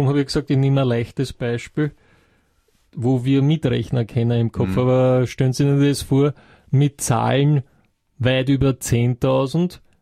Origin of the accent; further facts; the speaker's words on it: Austria; ist ja bei uns in Österreich nicht sehr weit verbreitet.